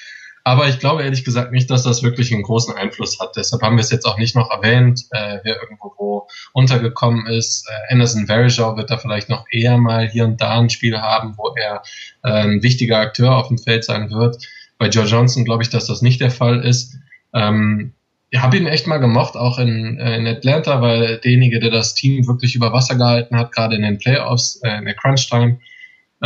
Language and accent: German; Düsseldorf, North Rhine-Westphalia, Germany; Also ich bin ja aus Düsseldorf